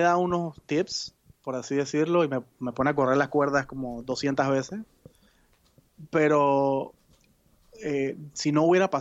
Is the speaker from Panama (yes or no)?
yes; Panama; En mi país, en Panamá